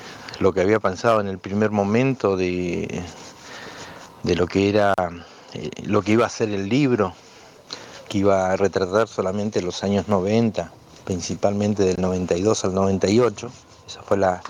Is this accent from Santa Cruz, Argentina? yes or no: no; Bariloche, Río Negro, Argentina; de fuera de Río Negro, que es nuestra provincia. Nosotros somos de Bariloche